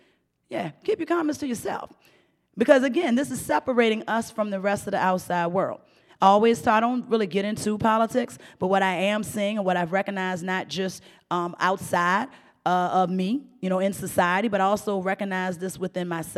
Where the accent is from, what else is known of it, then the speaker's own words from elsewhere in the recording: United States; born there; because I was born in Blackwell Project, 17th Street.